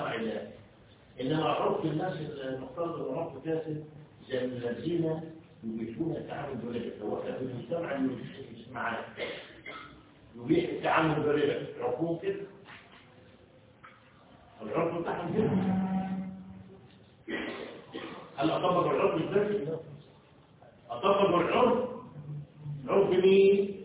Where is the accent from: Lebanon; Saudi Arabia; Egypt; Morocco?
Egypt; وخاصة احنا مصريين